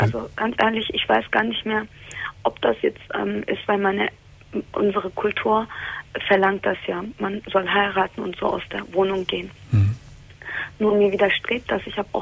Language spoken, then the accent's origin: German; Turkey; Also, mein Problem ist, ich bin Türkin.